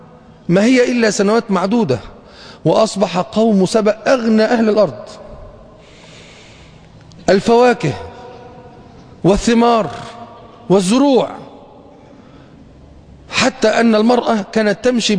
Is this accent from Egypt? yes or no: yes; Egypt; ما مرتش بالذات عندنا في مصر بمثل هذه الاثار